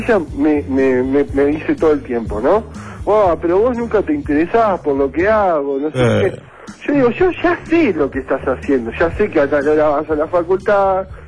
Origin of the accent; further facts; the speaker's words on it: Uruguay; soy uruguayo, vivo en Uruguay y tengo a mi novia argentina.